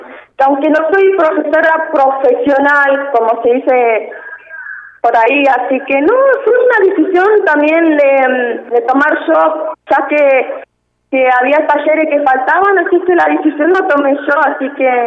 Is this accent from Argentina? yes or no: yes; San Carlos de Bariloche, Río Negro, Argentina; also born or lived in Viedma; En Viedma, pero radicada acá en San Carlos de Bariloche.